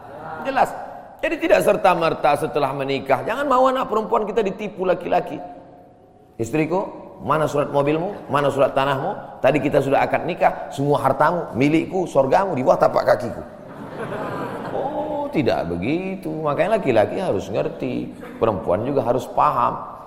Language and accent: Indonesian; Medan, North Sumatra, Indonesia; Saya dari Medan. Ada juga orang kampung saya di sini.